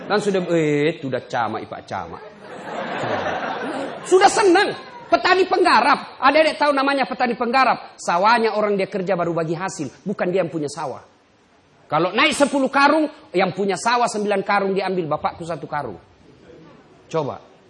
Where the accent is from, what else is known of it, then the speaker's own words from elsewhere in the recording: Pinrang, South Sulawesi, Indonesia; Pertama kali saya pindah dari kampung saya di Pindrang. Pindah ke Makassar SMA.